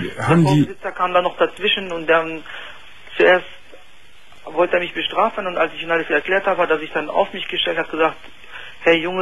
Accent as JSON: {"language": "German", "country": "Tunisia", "said": "Nein, ich komme aus Tunesien."}